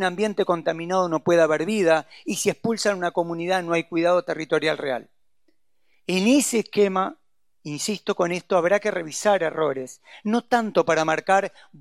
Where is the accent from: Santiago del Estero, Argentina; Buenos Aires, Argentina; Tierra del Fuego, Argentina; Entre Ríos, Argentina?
Buenos Aires, Argentina; Yo soy porteño y quiero una Buenos Aires vivible.